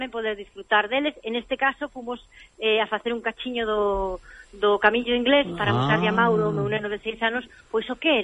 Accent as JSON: {"language": "Galician", "region": "Galicia", "country": "Spain", "said": "Para min, o maior orgullo que teño como cociñeira, como galega, é que tantísima xente de moitos sitios se senta a comer a miña casa e sinte o que é Galicia, non?"}